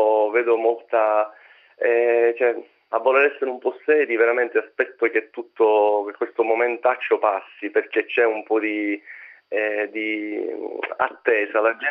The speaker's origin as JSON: {"language": "Italian", "region": "Sicily", "country": "Italy", "said": "noi stessi in quanto siciliani"}